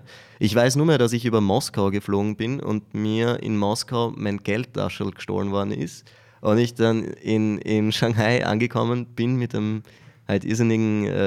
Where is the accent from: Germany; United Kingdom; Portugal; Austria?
Austria; vor allem als Österreicher, wo man ja aus einem Land kommt, das sehr strukturiert ist in vielen Bereichen